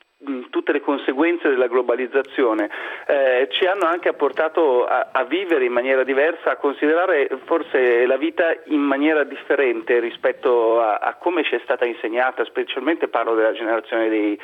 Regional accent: Milan, Lombardy, Italy; detto da milanese che ama Milano

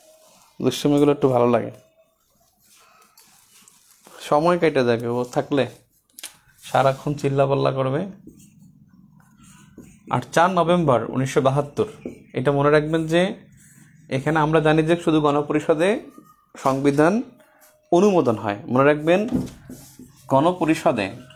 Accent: Bangladesh; নাগরিক হিসেবে আমরা বাংলাদেশি, আর জাতীয়তা হিসেবে বাঙালি

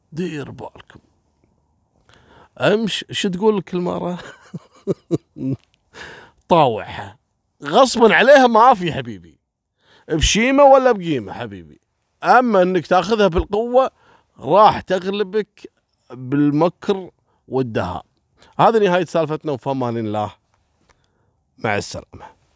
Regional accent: Kuwait; الشعب الكويتي أول مرة نشوف ثلوج على الشوارع وعلى الطرق

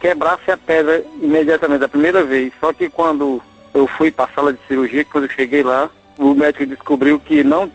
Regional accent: Fortaleza, Ceará, Brazil; sou de Fortaleza.

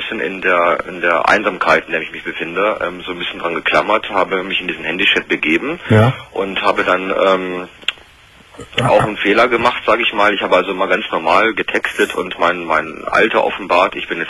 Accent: Hannover, Lower Saxony, Germany; Also ich komme hier aus dem Raum Hannover

